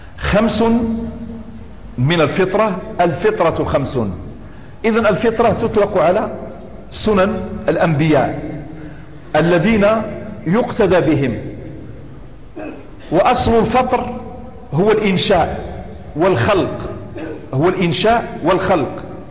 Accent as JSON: {"language": "Arabic", "country": "Morocco", "accent": "Moroccan", "said": "وفي الدارجة المغربية توجد أشياء كثيرة فصيحة صريحة بزاف ماشي قليلة، إنما عاميتنا شوية مهضرمة وشوية مخضرمة"}